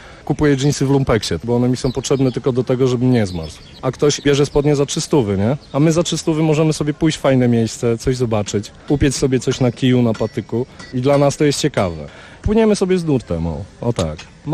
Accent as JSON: {"language": "Polish", "town": "Świeradów-Zdrój", "region": "Lower Silesian Voivodeship", "country": "Poland", "lives_now": "Sobieszów, Poland", "said": "Pochodzę ze wsi, spod Świeradowa. Po prostu miałem za domem las, góry i wszystko."}